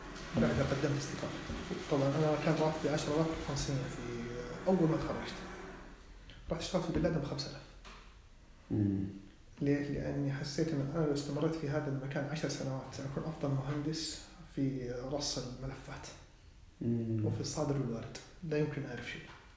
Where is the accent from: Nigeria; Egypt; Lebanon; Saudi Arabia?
Saudi Arabia; إنه ما تتخذ الدور السائد اللي أنا سعودي معناته أنا اللي مجرد السعودي